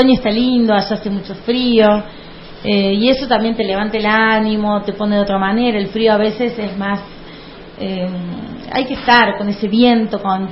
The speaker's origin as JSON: {"language": "Spanish", "region": "Córdoba", "country": "Argentina", "said": "soy cordobesa y aprovecho y vengo"}